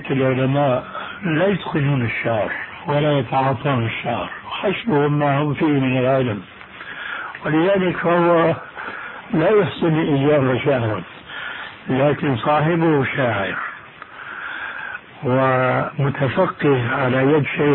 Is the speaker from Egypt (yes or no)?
no; Syria; هذه منطقة اسمها عندنا في الشام الحريقة